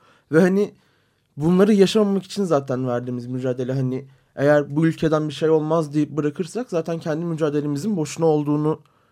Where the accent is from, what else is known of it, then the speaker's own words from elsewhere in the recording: Diyarbakır, Diyarbakır Province, Turkey; Çünkü ben bir Diyarbakırlıyım.